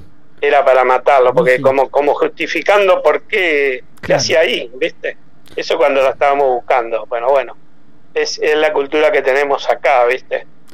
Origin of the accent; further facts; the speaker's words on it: Argentina; yo soy muy nacionalista, ¿eh? Yo soy, para mí no hay como Argentina, y bueno, la verdad, le pasó eso en mi país, me duele.